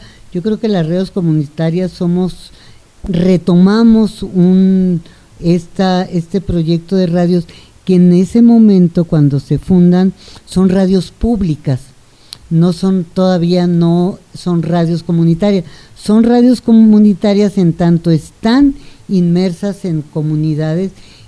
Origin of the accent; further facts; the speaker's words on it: Naco, Sonora, Mexico; allá en mi pueblo natal, donde yo nací, en Naco, Sonora